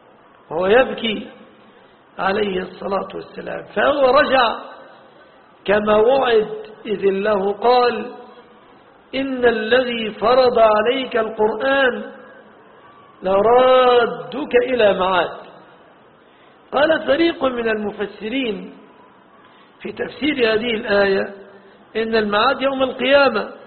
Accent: Egypt; باللفظة العامية التي نقولها نحن في بلادنا مصر

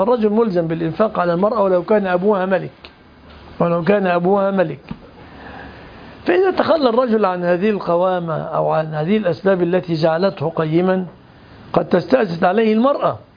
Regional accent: Egypt; وعندنا في مصر مثل مصري يقول

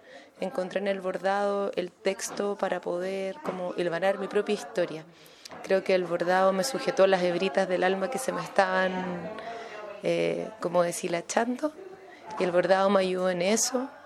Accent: Chile; soy una mujer chileno-palestina, desde ahí me reconozco y me posiciono.

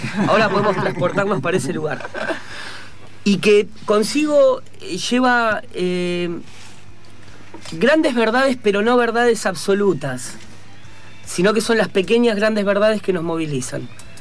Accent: Buenos Aires, Argentina; born there; Mi lírica es porteña porque nací en Buenos Aires.

